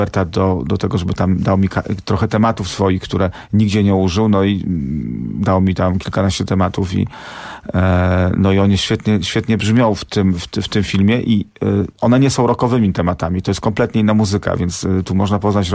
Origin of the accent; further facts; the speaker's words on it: Warsaw, Masovian Voivodeship, Poland; ja wychowałem się obok kina WZ. Mieszkałem tam od dziecka